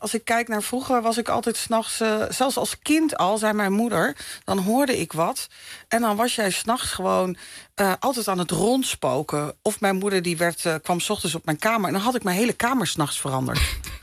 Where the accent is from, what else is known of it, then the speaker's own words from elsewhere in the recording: Zwolle, Overijssel, Netherlands; En ik ben geboren en getogen